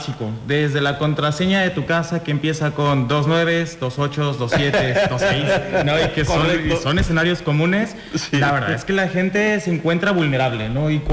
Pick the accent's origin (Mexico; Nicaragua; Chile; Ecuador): Mexico; Mexico City; Sí, nosotros venimos de la Ciudad de México.